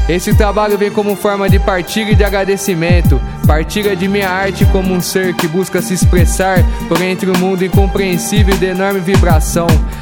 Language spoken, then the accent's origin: Portuguese; São Carlos, São Paulo, Brazil; minha quebrada, Zona Sul de São Carlos, Monte Carlo, Jardim Gonzaga, Jardim Pacaembu, Vila Conceição, Jardim Cruzeiro do Sul, Cidade Araci 1 e 2, Antenor Garcia, Zavaglia